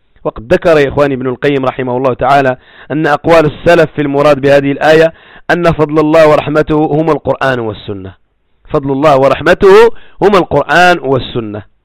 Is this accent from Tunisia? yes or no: no; Morocco; خصوصا في الثمانينات والسبعينات عندنا في المغرب